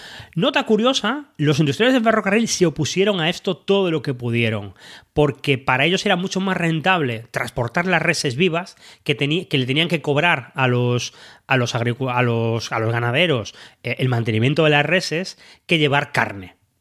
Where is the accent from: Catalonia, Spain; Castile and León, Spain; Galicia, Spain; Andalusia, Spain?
Galicia, Spain; yo soy gallego